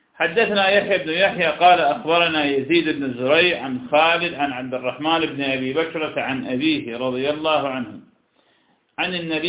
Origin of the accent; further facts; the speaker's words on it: Iraq; يعني مرة عندنا بالعراق ثبتت الرؤية